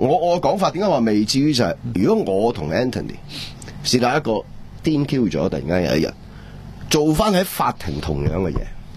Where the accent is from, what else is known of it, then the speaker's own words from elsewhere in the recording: Hong Kong; 咁我吸纳佢做我哋香港人冇问题咁样